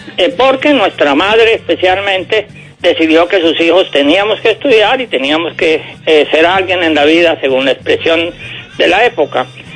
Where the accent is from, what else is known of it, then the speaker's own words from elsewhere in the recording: Sincé, Sucre, Colombia; born there; yo nací en Sincé a mediados de los años 40, cuando se estaba terminando la Segunda Guerra Mundial, en un poblado de la Colombia rural de esa época